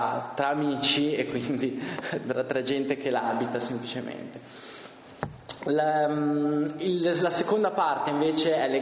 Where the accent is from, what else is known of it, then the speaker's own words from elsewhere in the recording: Bolzano, Trentino-Alto Adige, Italy; credo che tutti proveniamo da Bolzano, quindi conosciamo la nostra città